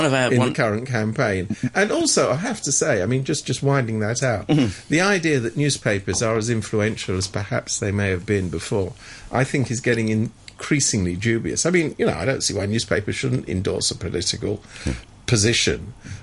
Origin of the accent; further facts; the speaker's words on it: United Kingdom; moved away; Oh, incidentally, I'm a Brit, but I can't vote because I've been away for too long.